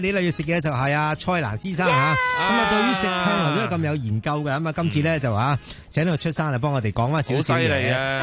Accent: Guangdong, China; 就系我哋广东人所叫煲

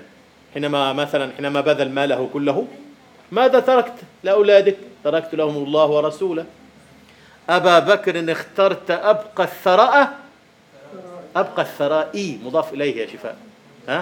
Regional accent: Egypt; أي والله عندنا في مصر في الريف في الريف يكتبون عبد الله هكذا

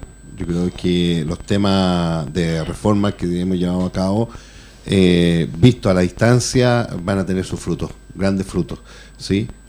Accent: Chile; No, que yo soy chileno y yo defiendo.

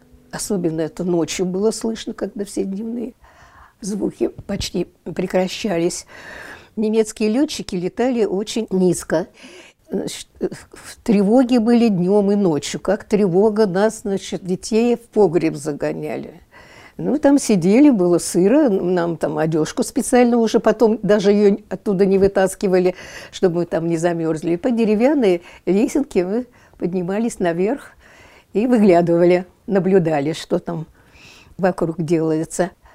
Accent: Moscow, Russia; born there; also born or lived in Ukraine; Я родилась 8 мая 1933 года. Родилась я в Москве. Мне было лет 5, когда меня отправили к папиным родственникам на Украину

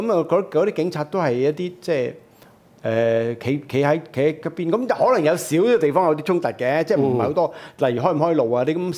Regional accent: Hong Kong; 但係對我哋香港人嚟計咧，對喺香港人嚟計，回歸之後最大嗰次遊行咧就係2003年嗰次。

